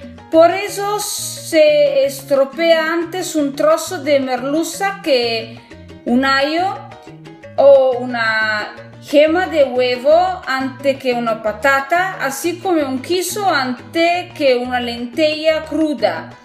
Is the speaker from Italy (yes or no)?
yes; Piedmont, Italy; Spanish is a second language; soy italiana del norte de Italia, el Piemonte, la región del Piemonte.